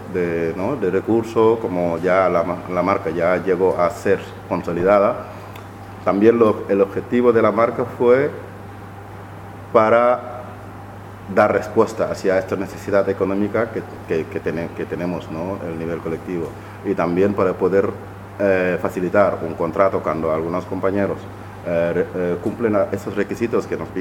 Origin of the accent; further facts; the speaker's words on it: Senegal; soy miembro del sindicato Mantero y soy de Senegal